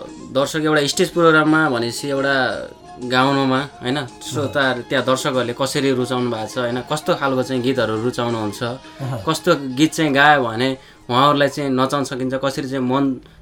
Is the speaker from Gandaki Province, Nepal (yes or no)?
yes; Baglung, Gandaki Province, Nepal; त्यति बेला बागलुङ जिल्लामा मैले त्यति बेला मेरो बाल्यकालमा मैले चाहिँ त्यति बेला आज यो पप गीतहरू पनि मैले सुन्न पाएको थिइनँ